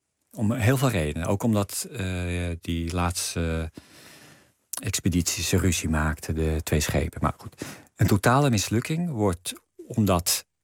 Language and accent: Dutch; North Holland, Netherlands; Ik kom uit de Zaanstreek.